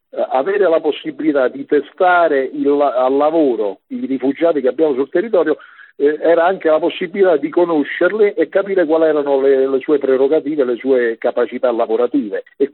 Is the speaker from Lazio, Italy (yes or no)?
yes; Rome, Lazio, Italy; tu sai, vengo da Roma, no? E puntualmente io ogni fine mese sto a Roma